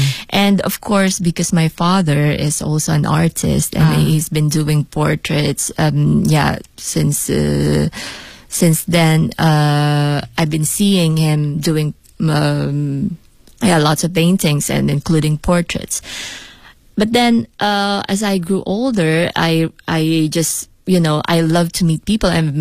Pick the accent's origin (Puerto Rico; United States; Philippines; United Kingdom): Philippines; now in Beijing, China; I'm an artist from the Philippines. And yes, I'm here in Beijing to promote my show. But actually, I've been living here for like 4 years now.